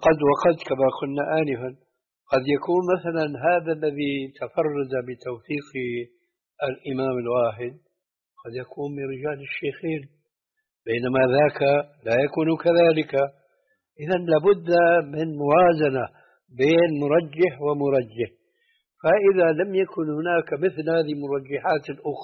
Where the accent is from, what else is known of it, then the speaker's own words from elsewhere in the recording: Syria; عندنا في سوريا